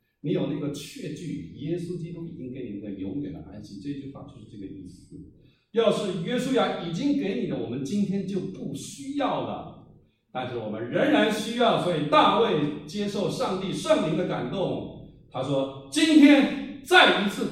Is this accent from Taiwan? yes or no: yes; Taiwan; 我从台湾来，我都不知道台湾海到哪里